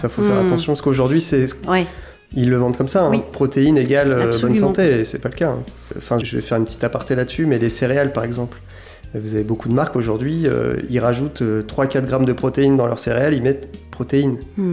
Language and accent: French; Montlouis-sur-Loire, Centre-Val de Loire, France; nous, on vient de Montlouis avec Ronan, Quentin de Tours.